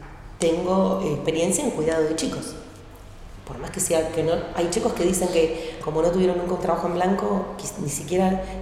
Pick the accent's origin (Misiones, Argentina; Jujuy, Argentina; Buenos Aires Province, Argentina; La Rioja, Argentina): Buenos Aires Province, Argentina; Azul; born there; also born or lived in Ensenada / La Plata; now in Berisso, Argentina; Vivo, hace 24 años vivo en Berizo. Nací en Provincia de Buenos Aires, en Azul, viví en Ensenada, en La Plata, y hace 24 años que estoy acá. Sí. Igual sí, ya soy bericense porque es donde más el tiempo viví.